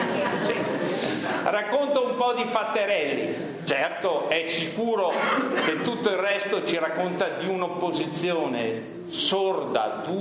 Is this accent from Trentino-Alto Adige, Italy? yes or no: yes; Bolzano, Trentino-Alto Adige, Italy; io sono cresciuto, vissuto a Bolzano.